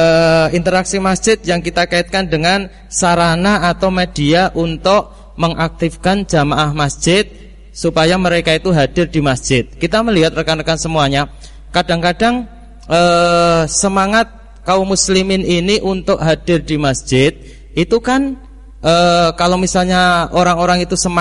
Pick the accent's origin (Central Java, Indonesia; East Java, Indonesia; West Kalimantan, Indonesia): Central Java, Indonesia; Weru; Di kampung saya dari Wonosari, Weru, Sukoharjo. Jadi Sukoharjo paling selatan, berbatasan dengan Gunung Kidul.